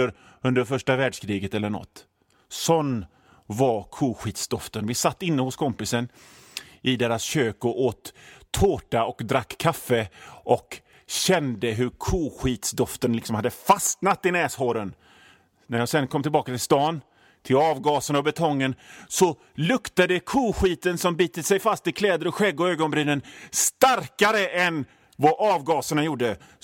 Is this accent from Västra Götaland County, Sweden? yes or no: yes; Hönö, Västra Götaland County, Sweden; now in Gothenburg, Sweden; Jag är ju från Hönö, så havet är ju liksom en del av mig, va.